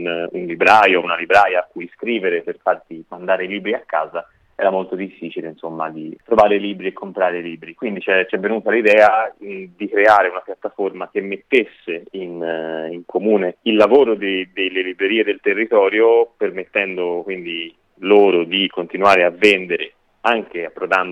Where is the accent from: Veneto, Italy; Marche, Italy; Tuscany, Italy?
Tuscany, Italy; Florence; io che sono di Firenze